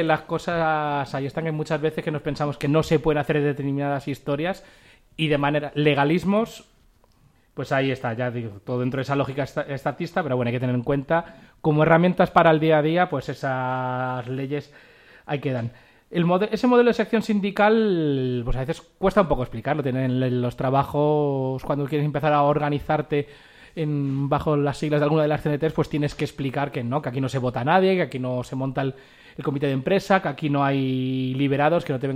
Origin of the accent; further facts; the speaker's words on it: Madrid, Community of Madrid, Spain; ya que somos de aquí, de Madrid